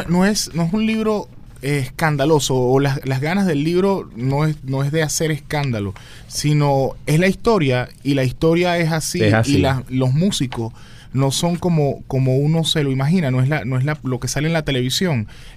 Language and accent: Spanish; La Guaira, Venezuela; la gente de La Guaira, de donde yo soy